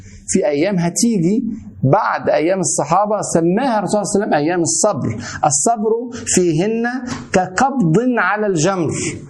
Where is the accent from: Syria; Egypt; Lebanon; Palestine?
Egypt; زي ما كان يقول عندنا في مصر اتعشت